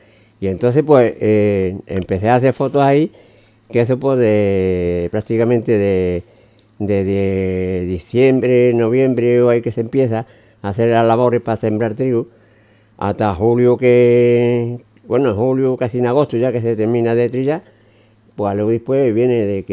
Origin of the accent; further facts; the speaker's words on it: Grazalema, Andalusia, Spain; yo soy de Grazalema, padre, llevo aquí muchos años afincado y es mi segundo pueblo.